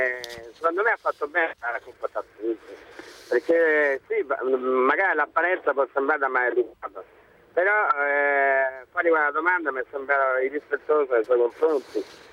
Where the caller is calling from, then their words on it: Rome, Lazio, Italy; Sono di Roma, so.